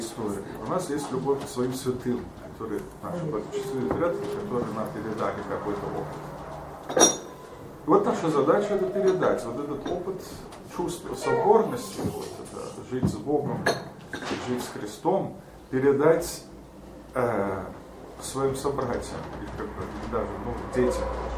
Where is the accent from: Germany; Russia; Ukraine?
Germany; Просто я вырос в Германии, у меня русский язык такой вот, ну, семейный, и я как-то не получил русскую культуру